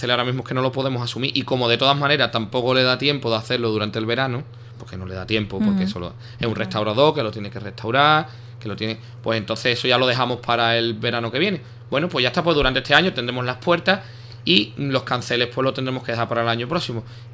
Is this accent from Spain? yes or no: yes; Ubrique, Andalusia, Spain; las futuras generaciones de ubriqueños, dentro de 200 años, reciban el patrimonio como nosotros lo hemos recibido